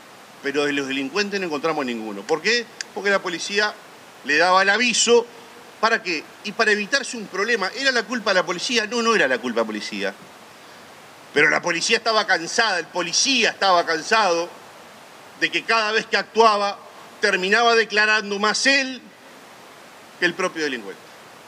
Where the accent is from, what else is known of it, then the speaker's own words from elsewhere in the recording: Uruguay; somos uruguayos, somos 3 millones de directores técnicos